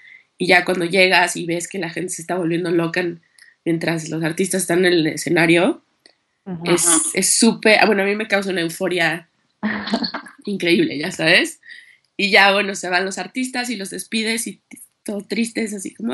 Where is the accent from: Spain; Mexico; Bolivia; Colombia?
Mexico; Mexico City; also born or lived in Acapulco; yo primero que nada pues nací en Acapulco y crecí en Ciudad de México